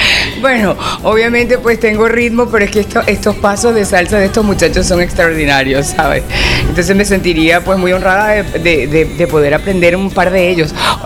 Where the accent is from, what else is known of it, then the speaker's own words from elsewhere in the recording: Lara, Venezuela; Yo, a pesar de que quiero mucho al Zulia, pues soy de parte de Occidente, pero de Lara, un poquito más allá.